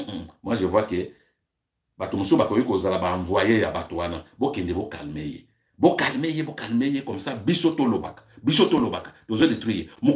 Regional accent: DR Congo; je suis congolais, j'ai le droit de parler.

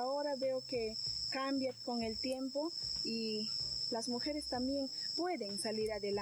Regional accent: Imaza, Amazonas, Peru; vengo de la comunidad Numpatkem del distrito de Imasa.

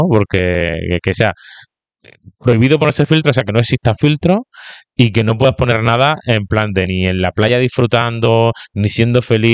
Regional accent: Spain; los de izquierda también somos españoles, ¿de dónde soy yo? ¿De Italia?

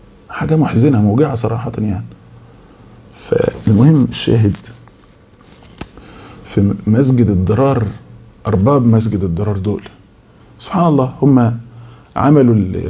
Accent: Beni Suef Governorate, Egypt; فطبعا احنا من بني سويف اقاليم

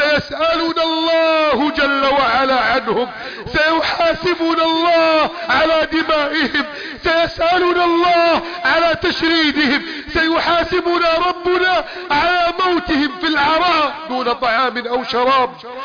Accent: Egypt; اللهم احفظ بلدنا مصر من كيد الكائدين وحقد الحاقدين وتدبير المفسدين.

